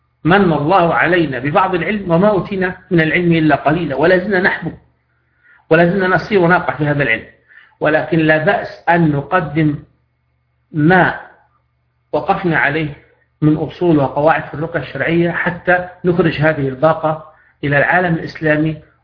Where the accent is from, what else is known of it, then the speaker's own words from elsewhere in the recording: Libya; بحكم أني راقي ومعالج في بلدي ليبيا